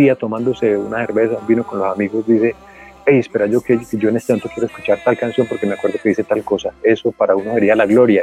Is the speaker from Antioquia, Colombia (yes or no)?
yes; Angostura, Antioquia, Colombia; Yo crecí en Angostura. Angostura es un pueblo al noroccidente de Antioquia.